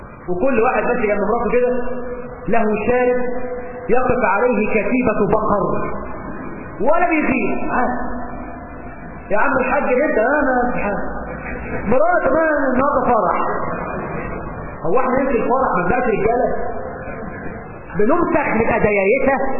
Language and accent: Arabic; Egypt; والنهارده الموضه عندنا في مصر لازم العريس يرقص مع العروس